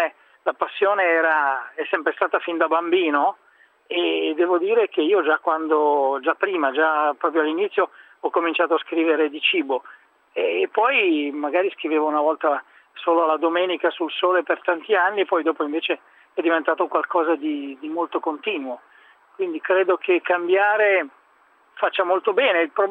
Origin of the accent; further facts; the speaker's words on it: Emilia-Romagna, Italy; In Romagna, cioè nel mio paese, c'era questa pagnotta pasquale con l'uovo